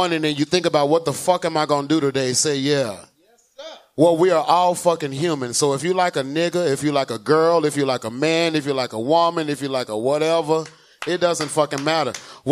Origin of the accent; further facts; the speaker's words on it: Dallas, Texas, United States; I've been in Dallas all my life.